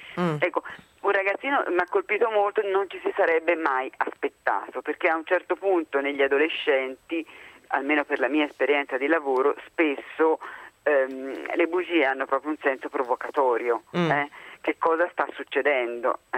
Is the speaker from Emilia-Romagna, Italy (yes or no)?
no; Tuscany, Italy; Beh, ce l'ho nel DNA, sono toscana